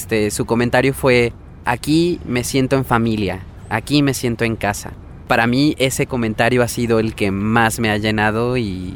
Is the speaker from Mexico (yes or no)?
yes; Mexico; Sí, yo soy mexicano